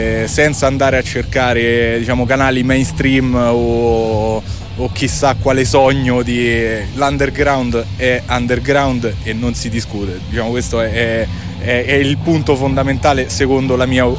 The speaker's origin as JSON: {"language": "Italian", "region": "Lazio", "country": "Italy", "said": "Da provincia di Viterbo, quindi sì, stiamo parlando della zona della Tuscia."}